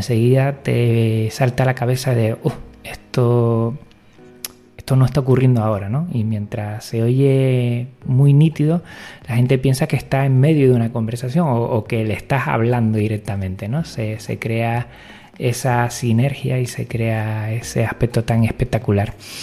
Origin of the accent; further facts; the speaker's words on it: Jerez de la Frontera, Andalusia, Spain; Soy de Jerez de la Frontera y bueno, el canario me resulta muy familiar y acogedor.